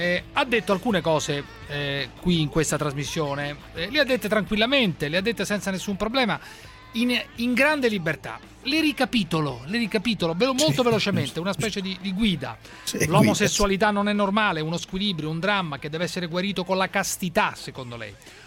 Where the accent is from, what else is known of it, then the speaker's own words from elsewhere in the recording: Naples, Campania, Italy; Io sono di Napoli e non posso dire, non possono dire niente su Napoli.